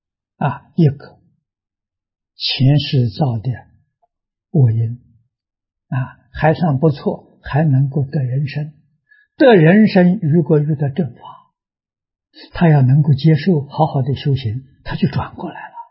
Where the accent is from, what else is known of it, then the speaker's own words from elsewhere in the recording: Tongcheng, Anhui, China; 小时候在农村，我们家乡这个农村是中国有名桐城派的发源地。